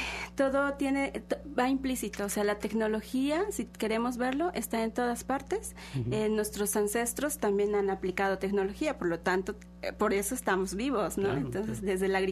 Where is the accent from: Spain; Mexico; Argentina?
Mexico; Tequila, Veracruz; yo vengo de la Sierra de Songolica, de un barrio que se llama Santa Cruz, de Tequila, pertenece al municipio de Tequila, y bueno, yo soy nahua de la Sierra de Songolica.